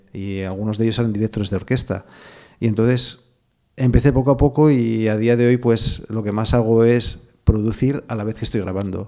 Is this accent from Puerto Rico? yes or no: no; Avilés, Asturias, Spain; Yo soy de Avilés de toda la vida, pero sí, vivo en Piedras Blancas, sí.